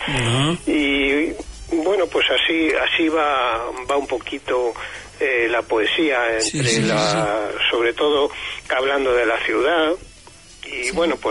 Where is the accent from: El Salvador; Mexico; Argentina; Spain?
Spain; Albacete, Castilla-La Mancha; No, yo soy de Albacete.